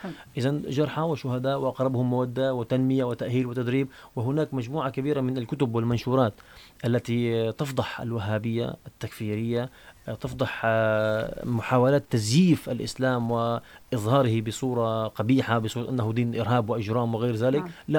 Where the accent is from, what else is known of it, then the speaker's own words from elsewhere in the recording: Syria; نحن نعيش في بلد كرمه الله سبحانه وتعالى، بلدنا سوريا قلب هذا العالم